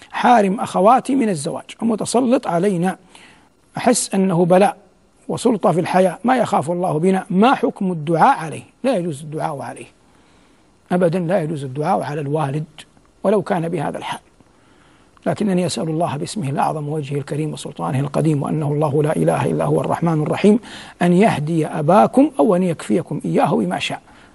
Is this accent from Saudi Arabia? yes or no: yes; Saudi Arabia; وفي بلادنا المملكة العربية السعودية، لأن السائل منها، تعلمون أن القضاء ولله الحمد قضاء شرعي مبارك